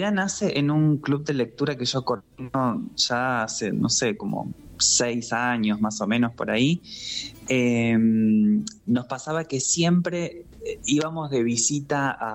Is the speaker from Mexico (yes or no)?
no; Santa Rosa, Argentina; also born or lived in Merlo; Pero me crié en Santa Rosa.